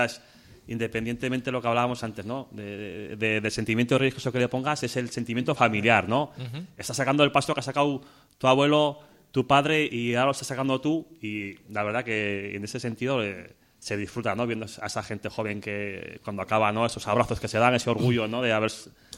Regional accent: Pamplona, Navarre, Spain; Yo recuerdo de pequeño, no vivía en Corea, vivía en Pamplona

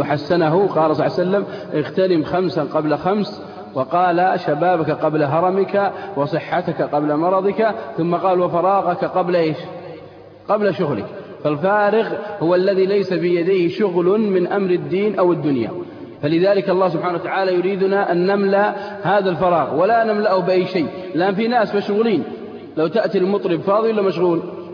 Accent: Al-Qassim, Saudi Arabia; عندنا في القصيم بعد الفجر الضحى، صح؟

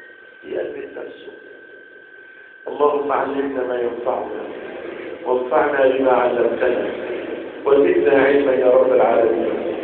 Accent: Egypt; اللهم احفظ بلادنا مصر

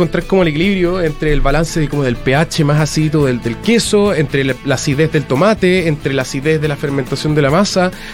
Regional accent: Viña del Mar, Valparaíso, Chile; yo soy de Viña, me encantaría tener una pizzería a leña

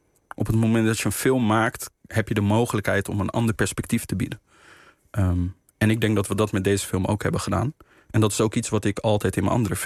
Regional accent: Rotterdam, South Holland, Netherlands; ik ben in Spangen opgegroeid, in Rotterdam. In de jaren 90 best wel een heftige wijk, een heftige buurt geweest. Het is nu gelukkig al wel flink opgeknapt.

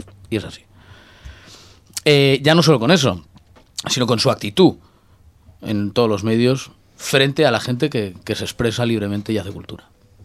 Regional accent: Santander, Cantabria, Spain; Y lo hemos grabado en Santander, en mi tierra.

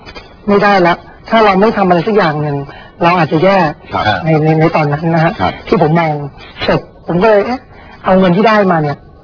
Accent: Bangkok, Thailand; เราก็เติบโตมาจากกรุงเทพ

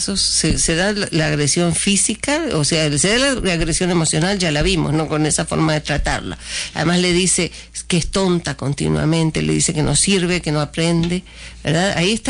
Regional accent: Uruguay; yo soy uruguaya de origen

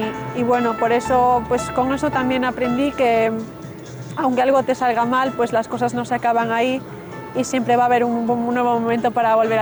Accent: Vigo, Galicia, Spain; born there; now in Santiago de Compostela, Spain; tanto en Vigo, donde nací, como en Santiago, que es donde vivo ahora.

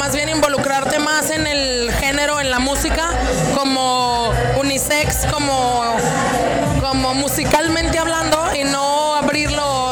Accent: Aguascalientes, Mexico; somos las dos de Aguascalientes, estamos juntas desde el 2007, finales, principios de 2008

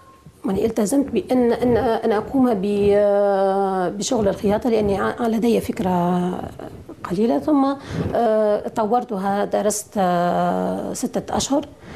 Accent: Bizerte, Bizerte Governorate, Tunisia; هناك سجن يقرب عن بلدتنا بنزرة شمال تونس 20 كيلومتر.

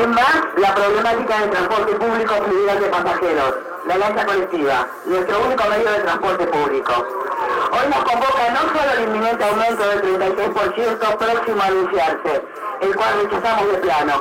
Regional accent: Buenos Aires Province, Argentina; Exigimos ni más ni menos lo que como argentinos y bonaerenses nos corresponde por derecho.

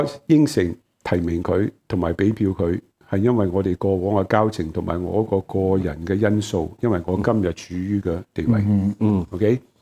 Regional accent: Hong Kong; 但是我说不是，我香港人有选择。

